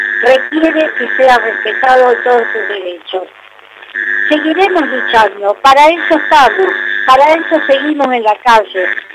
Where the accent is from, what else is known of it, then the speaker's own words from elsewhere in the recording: Argentina; a mí me da vergüenza como argentina.